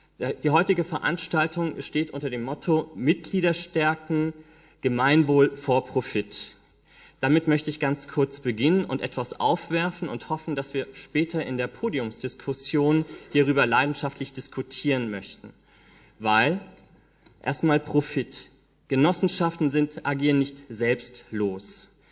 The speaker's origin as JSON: {"language": "German", "town": "Marburg", "region": "Hesse", "country": "Germany", "said": "Ich komme aus Marburg und bin von zu Hause aus Jurist."}